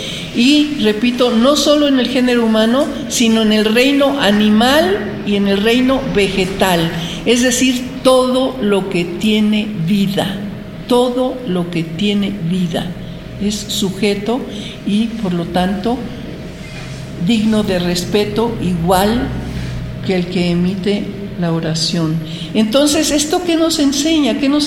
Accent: Mexico; esta cultura desconocida para la mayoría de los mexicanos, somos mexicanos.

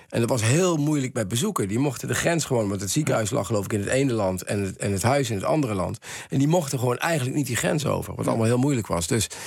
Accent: Echt, Limburg, Netherlands; de burgemeester van Echt, waar ik vandaan kom

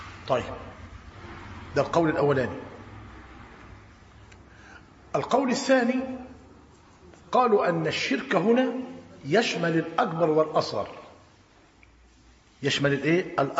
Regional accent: Tanta, Gharbia, Egypt; خد بالك، عندنا في طنطا أنا قريب منه

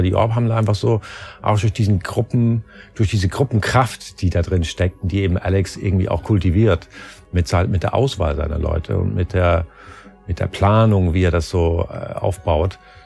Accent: Switzerland; also born or lived in London; now in Berlin, Germany; Ich bin da groß geworden und habe das auch durchaus genossen.

